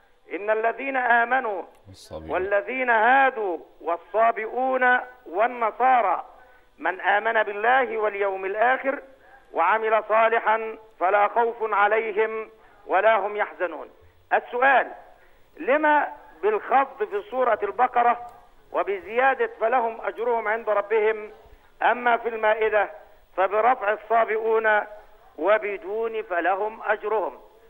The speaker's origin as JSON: {"language": "Arabic", "country": "Egypt", "said": "لا من تونس، أنا من مصر."}